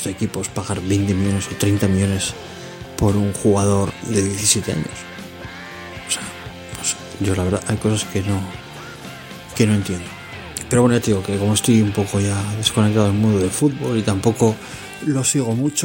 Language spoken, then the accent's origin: Spanish; Bilbao, Basque Country, Spain; yo soy de Bilbao, por lo tanto mi equipo es el Atlético